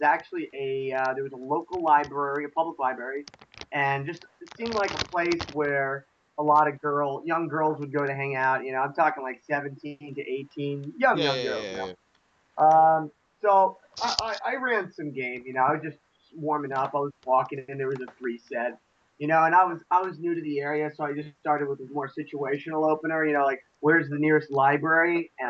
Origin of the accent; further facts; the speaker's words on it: Connecticut, United States; I'm from a small town. I'm from Connecticut originally. That's where my roots are.